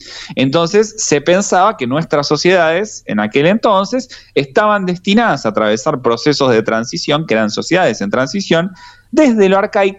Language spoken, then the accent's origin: Spanish; Argentina; en nuestro caso como argentinos y argentinas, preocupado también